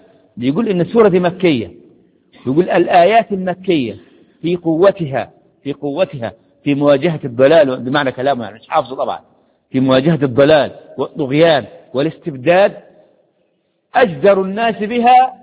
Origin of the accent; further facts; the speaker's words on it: Egypt; بلادنا بلادنا مصر عشان كيف يصلح حالها